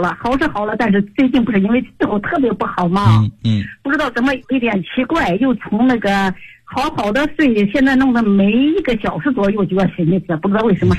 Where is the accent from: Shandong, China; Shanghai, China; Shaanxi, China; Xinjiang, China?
Xinjiang, China; 我是新疆农七师的。我生于52年，是5月1日生的。